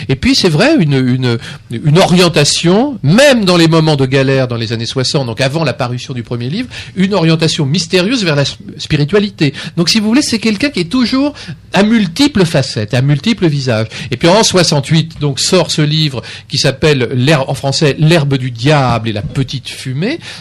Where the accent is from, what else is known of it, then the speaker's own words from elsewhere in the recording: France; j'ai été bridé par le fait que je suis français.